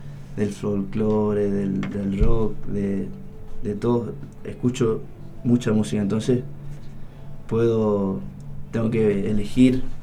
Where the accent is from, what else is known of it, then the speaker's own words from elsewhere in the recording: Esquina, Corrientes, Argentina; en mi pueblo, soy de Esquina Corrientes, les comento a los que no saben, vivimos el carnaval.